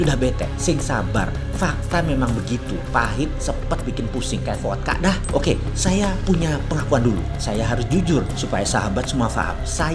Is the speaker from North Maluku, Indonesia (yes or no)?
no; East Java, Indonesia; Saya dari Jawa Timur, yang sering ancuk-ancuk dan giamput-giamput.